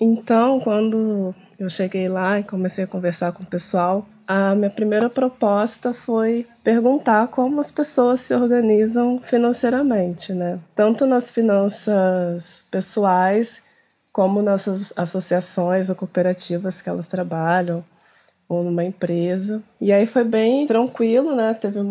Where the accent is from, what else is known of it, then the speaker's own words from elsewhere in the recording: Resende, Rio de Janeiro, Brazil; born there; now in Penedo, Brazil; que o pessoal me chama aí na …. Eu sou nascida em Resende e atualmente estou morando em Penedo, que é pertinho aqui da Serrinha.